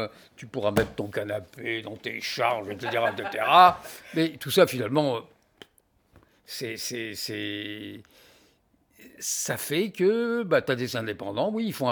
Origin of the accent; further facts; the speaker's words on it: France; now in Belgium; Moi, je constate en tant que Français que les Belges, ils adorent la comptabilité.